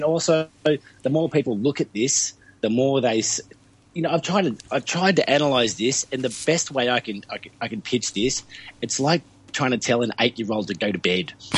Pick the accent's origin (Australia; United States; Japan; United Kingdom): Australia; Ballarat, Victoria; Well, I come from Ballarat.